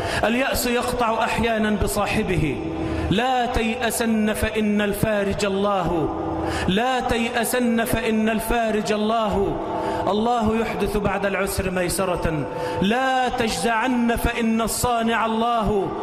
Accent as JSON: {"language": "Arabic", "country": "Egypt", "said": "اللهم اجعل بلدنا مصر آمنة مطمئنة"}